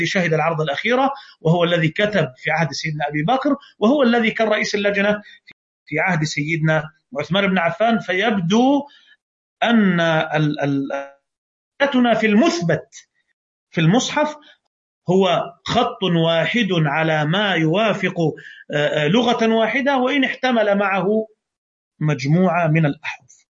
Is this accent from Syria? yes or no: no; Egypt; عندنا في مصر